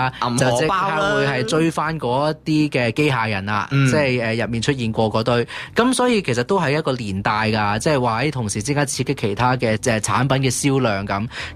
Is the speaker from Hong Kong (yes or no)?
yes; Hong Kong; 有啲其实我哋香港人或者唔识嘅一啲日本综艺嘅人物啊